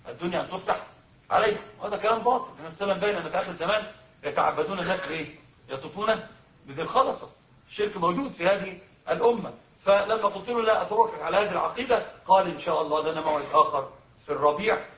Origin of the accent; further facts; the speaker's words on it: Upper Egypt, Egypt; احنا عندنا في الصعيد بيحلفوا بيه فاكرين القران